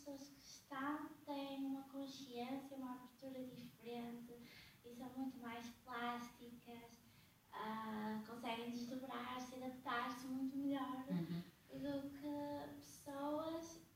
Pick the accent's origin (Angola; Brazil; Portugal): Portugal; Guimarães, Braga; born there; eu nasci aqui em Guimarães.